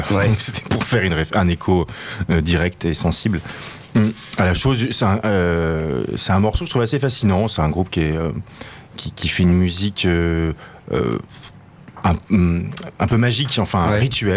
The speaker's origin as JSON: {"language": "French", "country": "France", "said": "comme on n'était pas scandinave, on trouvait un peu ridicule en tant que français"}